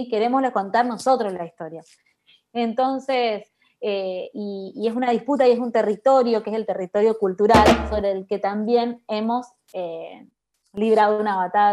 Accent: Chaco, Argentina; Es ser de Chaco, así que somos todas chaqueñas y chaqueños los que estamos en la producción.

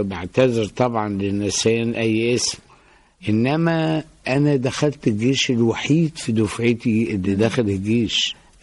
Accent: Beni Suef Governorate, Egypt; also born or lived in Alexandria; أنا نشأت في محافظة بني سويف وقضيت فترة من حياتي هناك، ثم انتقلنا إلى الإسكندرية،

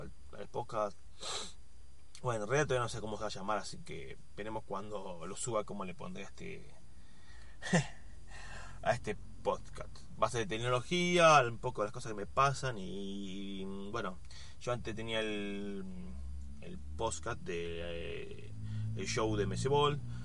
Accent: Argentina; Soy de Argentina.

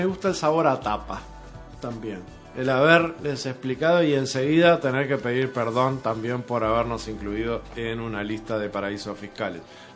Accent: Uruguay; No sé, nos duele como uruguayos esta noticia.

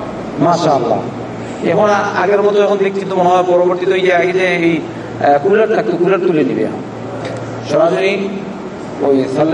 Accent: Bangladesh; বাংলাদেশি আমরা বাংলাদেশ মানুষ ভয় করে বাংলাদেশ যাবো নামবো

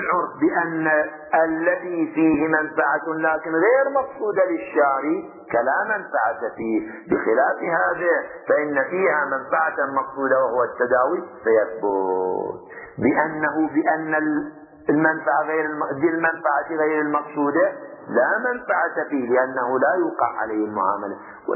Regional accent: Qatif, Eastern Province, Saudi Arabia; عندنا في القطيف معروف الطين الخويلدي لعلاج الصداع

